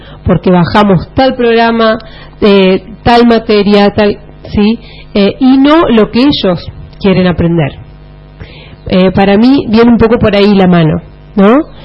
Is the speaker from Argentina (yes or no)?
yes; Santa Fe, Argentina; y también porque soy santafesina, trabajé en escuelas de la provincia de Santa Fe.